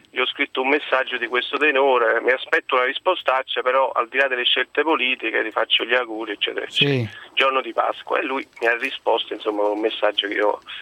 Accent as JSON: {"language": "Italian", "town": "Naples", "region": "Campania", "country": "Italy", "said": "Da buon napoletano, diciamo, ho fatto tutti gli scongiuri"}